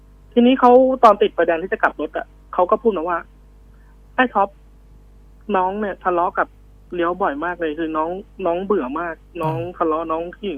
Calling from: Lampang, Thailand; ตอนนี้ผมอยู่ลำปางครับ

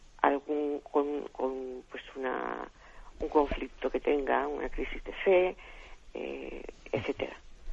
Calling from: Alicante, Valencian Community, Spain; de Alicante.

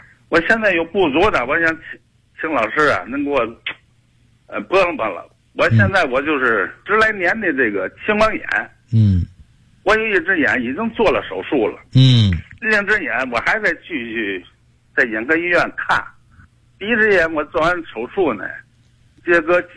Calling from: Beichen, Tianjin, China; 我是天津的北辰的，我今年67岁

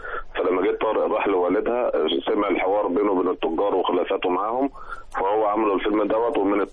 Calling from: Giza, Giza Governorate, Egypt; من الجيزة.

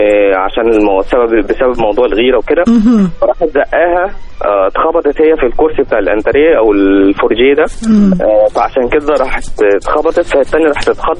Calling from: Giza, Giza Governorate, Egypt; انا من الجيزه فيصل

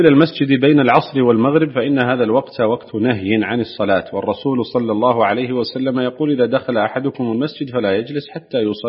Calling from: Nouakchott, Mauritania; كما تعلمون عندنا في نواكشوط تعلم القراءات منتشرة

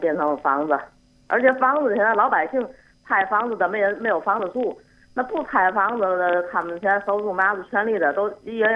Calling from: Tianjin, China; 我在天津。

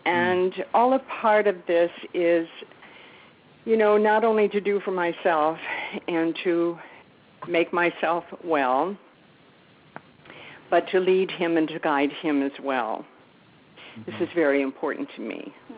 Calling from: Winston-Salem, North Carolina, United States; I'm here from Winston-Salem, North Carolina.

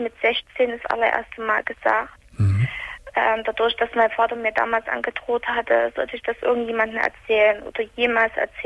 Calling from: Chemnitz, Saxony, Germany; also bei uns in Chemnitz

